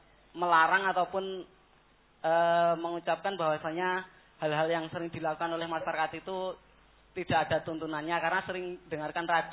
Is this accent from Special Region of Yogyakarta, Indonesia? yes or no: yes; Sedayu, Special Region of Yogyakarta, Indonesia; dari Sedayu, Jogja, Ustaz.